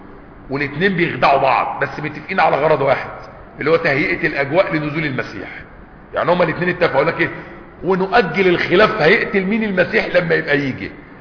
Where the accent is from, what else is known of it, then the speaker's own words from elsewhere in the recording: Egypt; وحتى عندنا في مصر وبلادنا يقول لك ولاد اصول